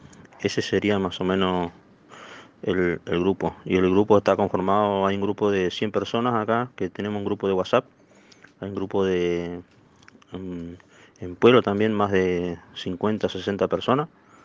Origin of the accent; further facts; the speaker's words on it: Río Negro, Argentina; como somos de Río Negro y somos la tercera provincia en zona de riesgo